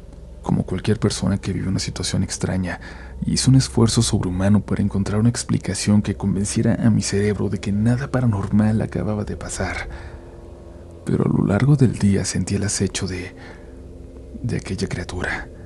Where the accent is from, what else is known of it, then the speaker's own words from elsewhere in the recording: Iztapalapa, Mexico City, Mexico; Yo soy oriundo de Iztapalapa, para ser más preciso, de la zona del Cerro de la Estrella